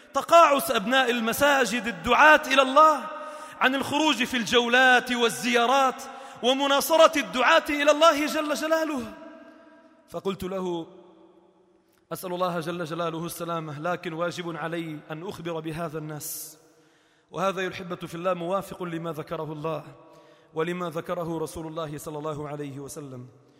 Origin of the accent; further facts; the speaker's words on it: Sidon, South Governorate, Lebanon; الحمد لله بدأت تترقى عندنا في صيدا وفي لبنان